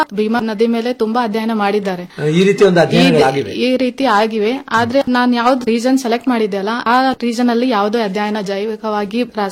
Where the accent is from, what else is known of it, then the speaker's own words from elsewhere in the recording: Karnataka, India; ಮತ್ತು ನಾನು ಅದೇ ಪ್ರದೇಶದಲ್ಲಿ ಬೆಳೆದ್ ಬಂದವಳು